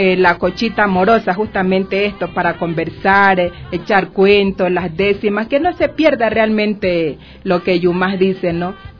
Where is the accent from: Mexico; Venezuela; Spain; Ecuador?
Ecuador; Realmente somos ecuatorianos.